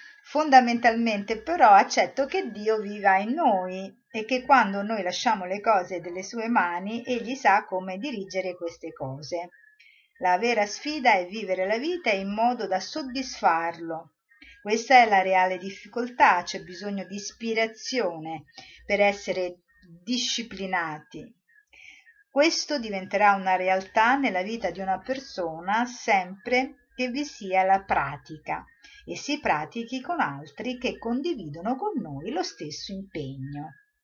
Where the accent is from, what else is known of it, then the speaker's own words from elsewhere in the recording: Rome, Lazio, Italy; io sono romana, sono andata a Roma